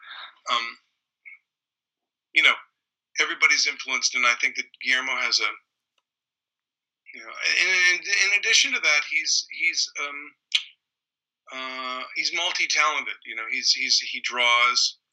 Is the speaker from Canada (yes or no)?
yes; Canada; when I was in growing up in Canada